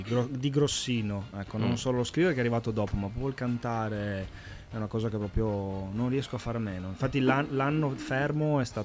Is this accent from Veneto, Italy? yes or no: yes; Veneto, Italy; Io sono veneto, quindi Femo, Demo.